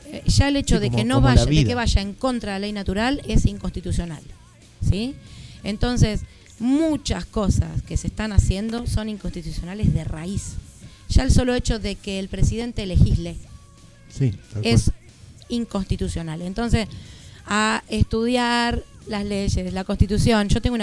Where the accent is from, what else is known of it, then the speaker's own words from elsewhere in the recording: Argentina; Y como argentinos. Como nación